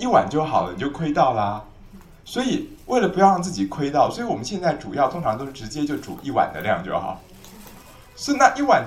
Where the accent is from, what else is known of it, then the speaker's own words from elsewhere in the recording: Taiwan; 我们台湾人的一两是多少公克啊？